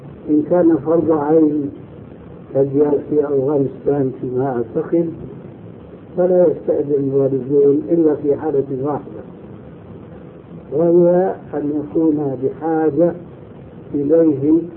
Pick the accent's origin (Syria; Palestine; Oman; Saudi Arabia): Syria; وعندنا في الشام يعملون ذلك